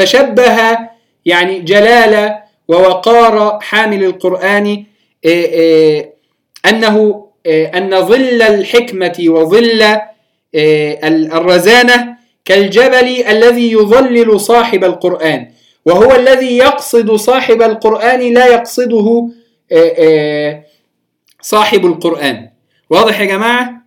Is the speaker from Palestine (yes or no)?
yes; Palestine; في بلادنا فلسطين نسميها